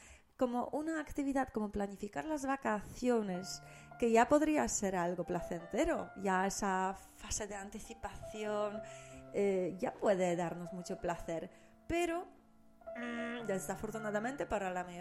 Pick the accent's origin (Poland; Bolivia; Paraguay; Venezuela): Poland; Spanish is a second language; now in Spain; yo soy de Polonia y no es que todos los polacos sean así